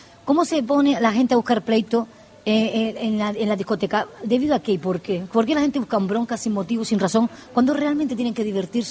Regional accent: Canary Islands, Spain; Las Palmas de Gran Canaria. Ahí soy yo, de Gran Canaria

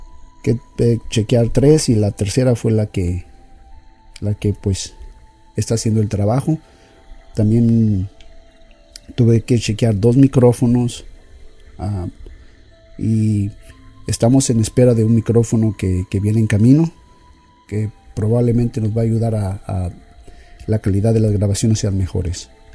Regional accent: Mexico; A pesar de que soy mexicano, tengo alrededor de 25 años que básicamente mi práctica en leer el español ha sido completamente nula.

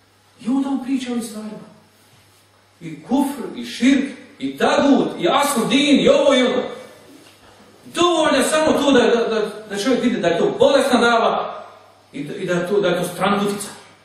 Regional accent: Bosnia & Herzegovina; Kao što kod nas u Bosni ima Bošnjaka

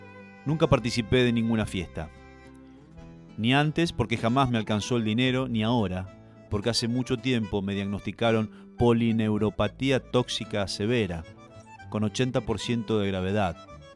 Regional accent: Basavilbaso, Entre Ríos, Argentina; yo soy de Basavilbaso, Entre Ríos, donde la gente aprendió a pasar por encima de la frustración sobre las carrozas de los carnavales.

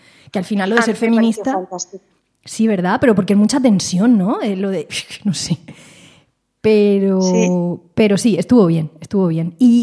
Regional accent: Petrer, Valencian Community, Spain; de Petrer, de mi pueblo.

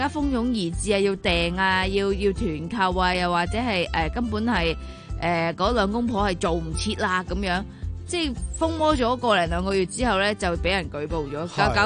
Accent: Hong Kong; 作為香港人

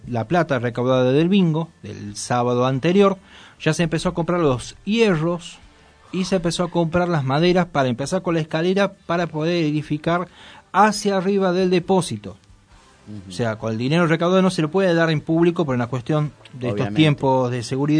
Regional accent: Tucumán, Argentina; Bueno, soy tucumano, no puedo con la R. La tengo que arrastrar, soy así.

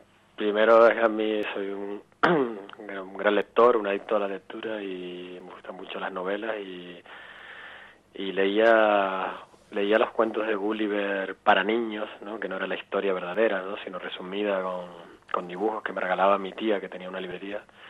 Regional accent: Puerto de la Cruz, Canary Islands, Spain; now in Barcelona, Spain; yo soy del Puerto de la Cruz

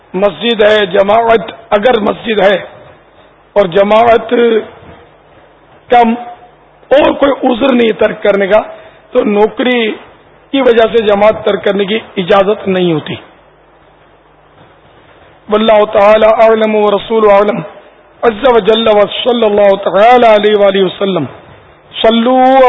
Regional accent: Pakistan; ہم پاکستانی ہیں تو لگائیں گے نظر، پاکستان کی پیدائش ہے میری، تو ہمارا وطن ہے،

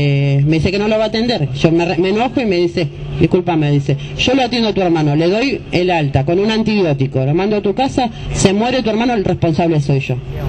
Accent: José C. Paz, Buenos Aires Province, Argentina; porque nosotros somos de José C. Paz.

